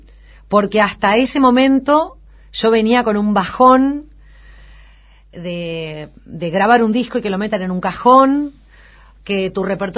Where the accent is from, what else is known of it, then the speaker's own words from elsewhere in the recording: Buenos Aires, Argentina; yo nací en Buenos Aires, soy recontra porteña.